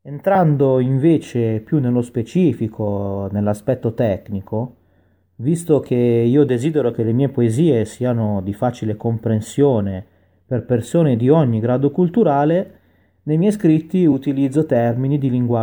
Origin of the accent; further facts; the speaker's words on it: Milan, Lombardy, Italy; ho 33 anni e sono nato e cresciuto a Milano, dove vivo tuttora.